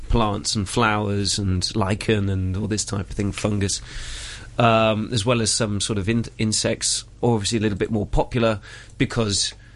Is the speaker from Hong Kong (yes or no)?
no; South West England, United Kingdom; accent: Cornish; I sounded quite Cornish then, didn't I? Hello, belong here. My accent's coming out.